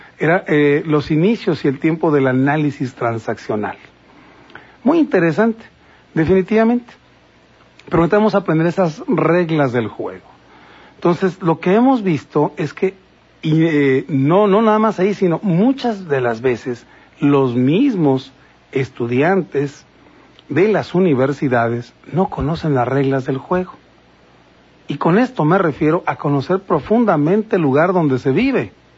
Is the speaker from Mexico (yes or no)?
yes; Mexico; hay mexicanos que son importantes para el país y otros pues somos simplemente mexicanos.